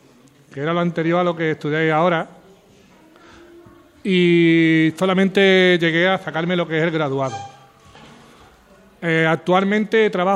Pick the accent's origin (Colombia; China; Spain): Spain; Jerez de la Frontera, Andalusia; Soy de Cádiz, pero ciertamente nací en un pueblo que es Jerez de la Frontera. Ha estado a pocos kilómetros de Cádiz. Cádiz es la provincia de mi pueblo.